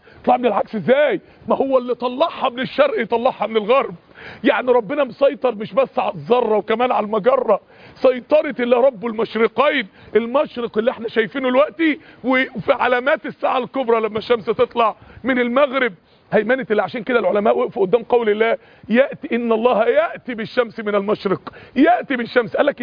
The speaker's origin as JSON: {"language": "Arabic", "town": "Mansoura", "region": "Dakahlia", "country": "Egypt", "said": "يعني احد الشباب عندنا في المنصورة"}